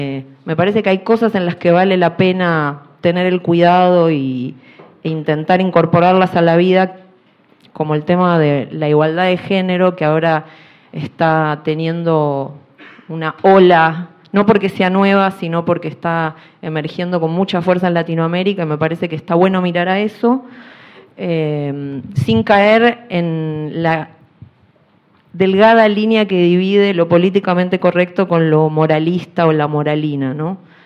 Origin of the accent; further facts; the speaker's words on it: Argentina; vengo de Argentina.